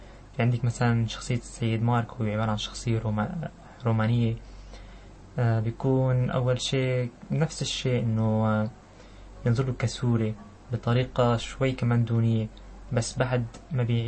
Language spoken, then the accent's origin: Arabic; Syria; اول شيء بهديه طبعا لوطننا الحبيب والغالي بلدنا سوريا